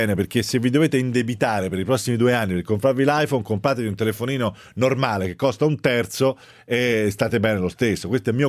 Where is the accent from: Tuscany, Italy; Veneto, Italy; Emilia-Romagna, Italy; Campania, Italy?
Tuscany, Italy; posso mettermici anch'io perché sono toscano anch'io